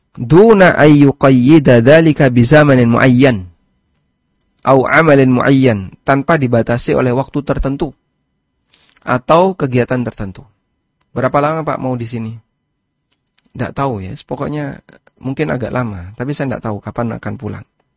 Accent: Lamongan, East Java, Indonesia; now in Yogyakarta, Indonesia; Asal saya dari Lamongan. Saya pindah ke Jogja. Kemudian selanjutnya saya menjadi penduduk Jogja. Ya, rumah saya sekarang berada di Jogja.

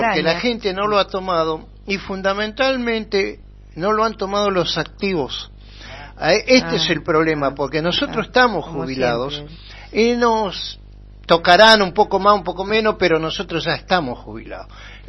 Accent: La Pampa, Argentina; también integro la Comisión Normalizadora del Centro Nacional y soy de la provincia de La Pampa.

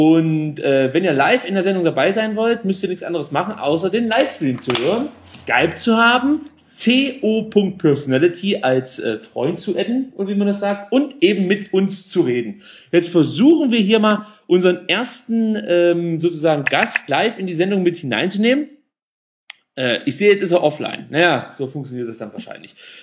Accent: East Germany, Germany; Ich komme ja aus dem Wilden Osten.

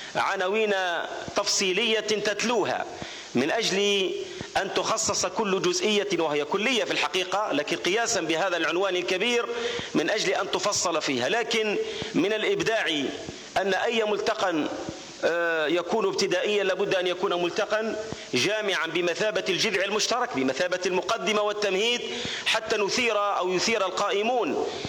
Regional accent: Algeria; وأقصد تحديدا ذاك الدور الذي أدته هذه المنطقة المجاهدة في تحرير بلدنا الجزائر.

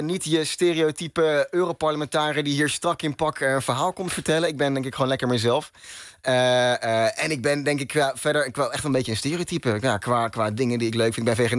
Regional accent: Olst, Overijssel, Netherlands; moved away as an adult; now in Groningen, Netherlands; ik kom uit het oosten van Nederland. Een heel klein dorpje, Olst, tussen Zwolle en Deventer. Daar heb ik 19 jaar van mijn leven gewoond, denk ik. En ik ben na mijn 19e verhuisd naar Groningen. Daar woon ik nog steeds.

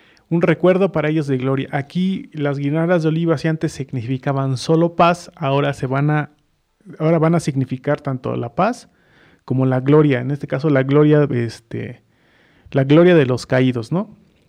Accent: Mexico; es un símbolo de unión entre nosotros como mexicanos

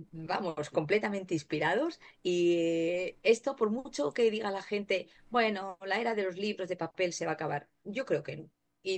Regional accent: Zaragoza, Aragon, Spain; also born or lived in Bilbao; now in Málaga, Spain; yo nací en Bilbao, en el norte de España, mi padre era vasco, ya no está entre nosotros, ya está en otro plano, mi madre extremeña, yo me he criado en Zaragoza y bueno, me siento muy malagueña, llevo muchos años en Málaga.

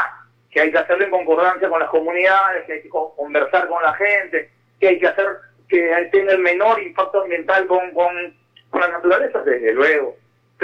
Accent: Peru; región, como le llamamos en mi país, solamente en una región se llevó 20 mil millones de dólares en los últimos 10 años, y esa región es la tercera más pobre del Perú.

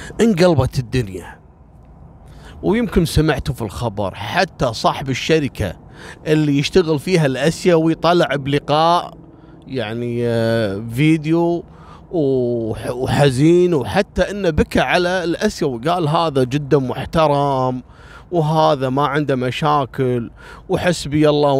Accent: Kuwait; طالبة كلية الإعلام عندنا في الكويت في الجامعة

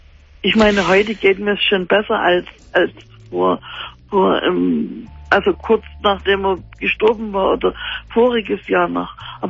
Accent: Dresden, Saxony, Germany; weil wir stammen normalerweise aus Dresden.

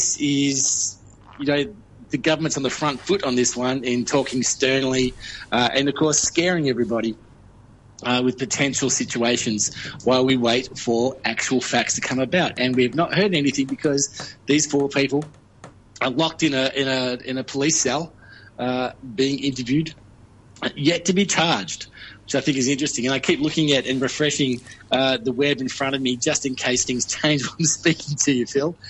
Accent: Australia; speaking as an Australian who's spoken to many Americans about this

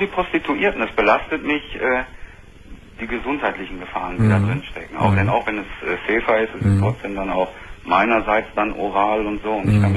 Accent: North Rhine-Westphalia, Germany; Ich komme aus dem Sauerland, da ist ja nun an der Möhne, an der Sorbetalsperre und sowas, viele Campingplätze

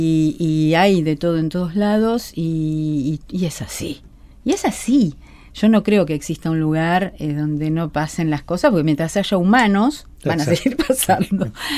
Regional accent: Buenos Aires, Argentina; Yo nací en Buenos Aires, viví en Buenos Aires, me crié en Buenos Aires y moriré en Buenos Aires, como decía Ferrer.

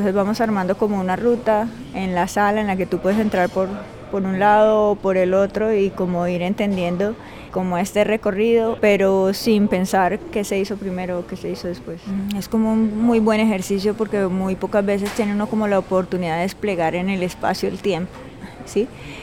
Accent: Cartagena, Bolívar, Colombia; soy una artista cartagenera

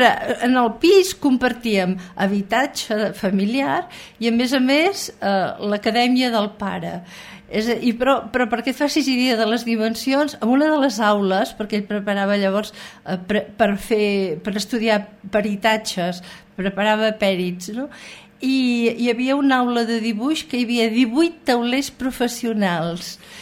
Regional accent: Girona, Catalonia, Spain; born there; Soc nascuda a Girona, concretament al carrer Sant Josep número 3, a la mateixa casa on va néixer Ruïra.

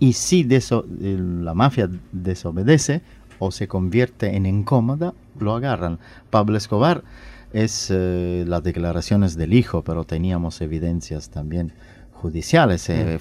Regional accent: Italy; Spanish is a second language; now in Uruguay; porque yo soy italiano, pero soy también uruguayo, tengo residencia, tengo cédula.

